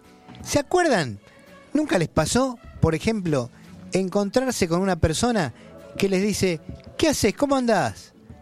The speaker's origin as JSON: {"language": "Spanish", "region": "Buenos Aires", "country": "Argentina", "tie": "born there", "said": "en el barrio donde yo nací, en Villaluro"}